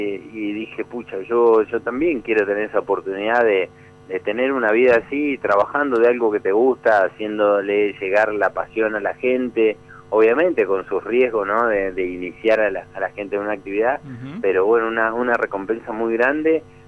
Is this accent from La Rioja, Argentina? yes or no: no; Trelew, Chubut, Argentina; moved away as an adult; now in Mendoza, Argentina; yo estoy acá adoptado por la ciudad de Mendoza hace ya 10 años, pero en realidad provengo de Trelew, muy cerquita ahí de Puerto Madryn